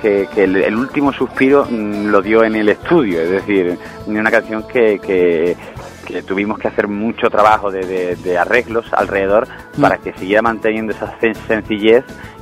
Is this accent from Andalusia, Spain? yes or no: yes; Seville, Andalusia, Spain; also born or lived in Jerez de la Frontera; yo nací en Jerez de la Frontera, me crié en Sevilla